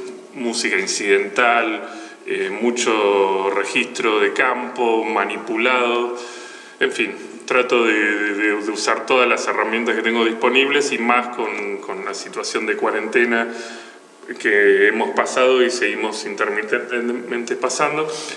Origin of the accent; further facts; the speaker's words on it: Buenos Aires, Argentina; soy de Capital Federal, provincia de Buenos Aires.